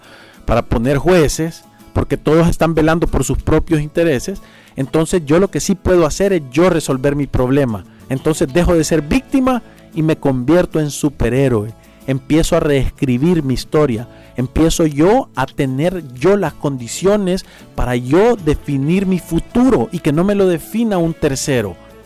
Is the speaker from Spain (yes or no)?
no; El Salvador; Nosotros como salvadoreños, yo he visto que se nos ha pegado una enfermedad que se llama de la victimización.